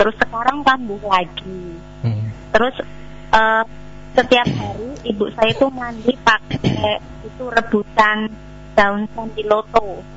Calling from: Lampung, Indonesia; Iya, di Lampung, Ustaz.

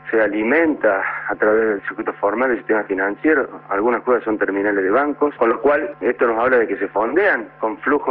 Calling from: Villa del Parque, Buenos Aires, Argentina; de Villa del Parque.

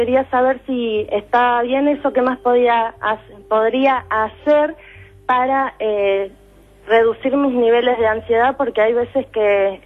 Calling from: Boedo, Buenos Aires, Argentina; soy de Boedo, tengo 23 años.

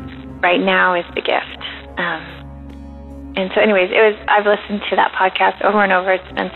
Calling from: Lynden, Washington, United States; I am calling from Linden, Washington.

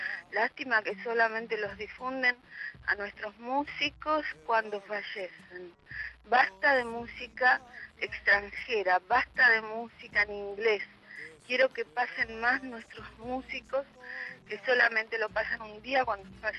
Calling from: Merlo, Buenos Aires Province, Argentina; de Merlo.

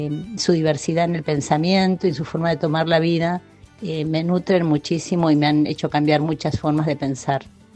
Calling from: Las Flores, Buenos Aires Province, Argentina; soy de Las Flores

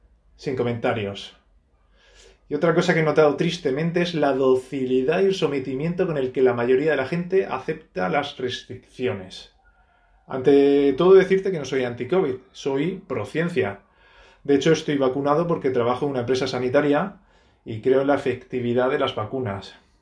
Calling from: Torrevieja, Valencian Community, Spain; de Torrevieja.

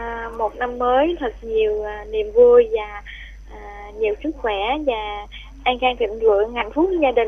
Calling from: Ho Chi Minh City, Vietnam; em gửi đến từ thành phố Hồ Chí Minh

